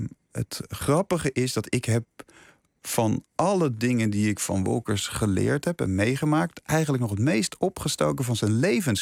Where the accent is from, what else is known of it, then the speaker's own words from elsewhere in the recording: Leiden, South Holland, Netherlands; Dus ik kom uit Leiden. Ik ben een Leids jongetje.